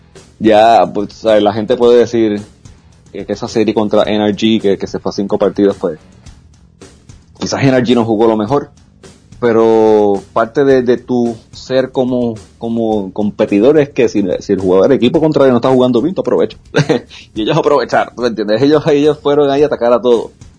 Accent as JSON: {"language": "Spanish", "country": "Puerto Rico", "said": "Yo soy de Puerto Rico, yo estaba allí, estaba dando cara."}